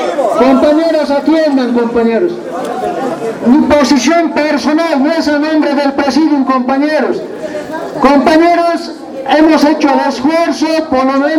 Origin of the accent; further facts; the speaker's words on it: Achocalla, La Paz, Bolivia; A Achucaya somos 3 cantones y 4 distritos, compañeros. Todos somos de Achucaya, compañeros.